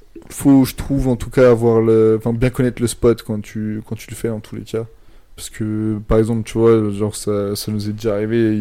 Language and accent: French; Switzerland; Ah, mais moi je suis suisse!